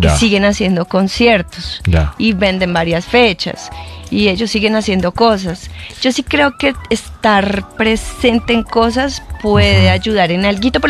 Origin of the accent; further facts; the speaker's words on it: Mexico; Somos cuatro cuates que crecimos en México escuchando rock and roll